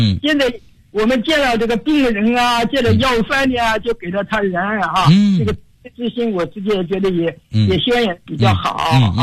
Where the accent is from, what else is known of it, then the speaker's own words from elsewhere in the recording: Foshan, Guangdong, China; 我来自广东佛山，今年已经84周岁了。